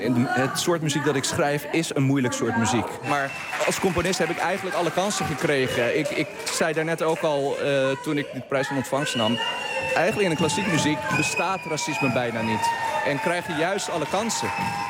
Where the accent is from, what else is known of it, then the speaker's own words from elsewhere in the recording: Netherlands; Nou, ik ben eigenlijk gewoon geboren en getogen in Nederland. Dus ik schrijf in de eerste plaats ook muziek die mijn leven hier in Nederland reflecteert.